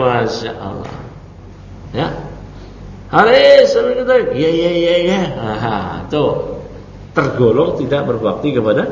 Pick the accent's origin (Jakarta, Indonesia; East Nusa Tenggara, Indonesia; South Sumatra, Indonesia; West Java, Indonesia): Jakarta, Indonesia; Walau saya lahir di Jakarta, kecil di Jakarta, tumbuh di Jakarta, ya.